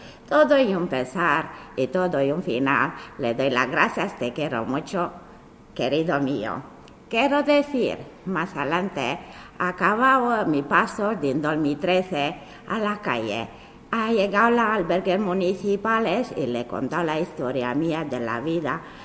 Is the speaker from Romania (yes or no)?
yes; Romania; Spanish is a second language; now in Spain; vengo del país de Rumanía, de 2007.